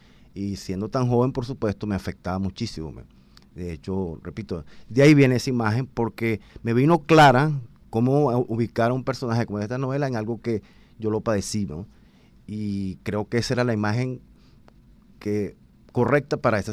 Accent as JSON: {"language": "Spanish", "country": "Venezuela", "said": "la única manera de plantarse que yo veo como ciudadano venezolano en un momento como este"}